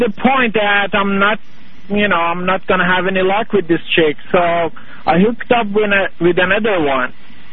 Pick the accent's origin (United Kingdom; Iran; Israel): Iran; We're both from Iran.